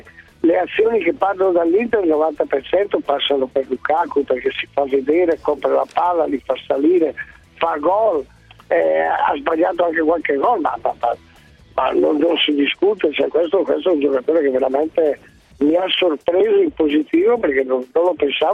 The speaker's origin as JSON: {"language": "Italian", "town": "Padua", "region": "Veneto", "country": "Italy", "said": "Io sono di Padova"}